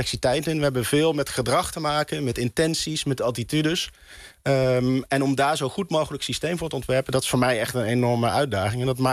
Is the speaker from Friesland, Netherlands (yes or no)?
no; North Brabant, Netherlands; Ik kom zelf uit Brabant, uit Oost-Brabant. Dat is ook niet heel goed bereikbaar.